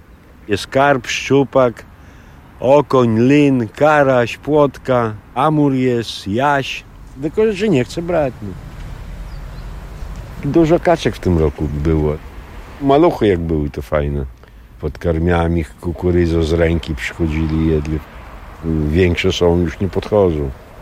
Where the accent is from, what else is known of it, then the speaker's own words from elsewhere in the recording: Białystok, Podlaskie Voivodeship, Poland; born there; Rodzice też z Białegostoku. Ja tu się urodziłem na starej monopolowej. Mieszkałem na Mickiewicza, a teraz obecnie na Bema mieszkam. To trzecia dzielnica już.